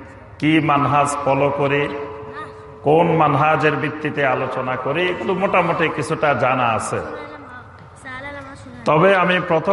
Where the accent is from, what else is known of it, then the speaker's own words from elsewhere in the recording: Bangladesh; আমরাও এই দেশের নাগরিক, ছোটবেলা থেকে এই দেশেই লেখাপড়া করেছি, এই দেশে বড় হয়েছি